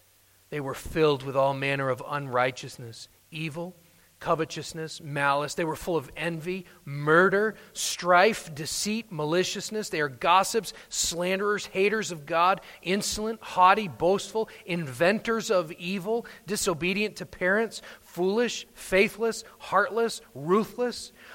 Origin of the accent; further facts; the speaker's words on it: United States; Of course, I'm saying those things as an American.